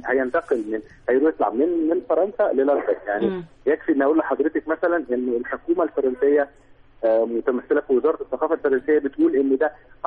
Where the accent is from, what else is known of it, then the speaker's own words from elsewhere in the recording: Egypt; واحنا مواطنين مصريين استحملنا بلدنا